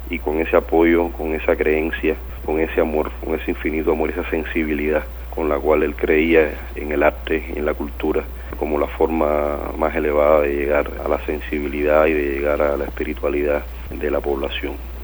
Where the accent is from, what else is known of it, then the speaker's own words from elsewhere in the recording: Cuba; nosotros como cubanos y como artistas revolucionarios nunca íbamos a estar preparados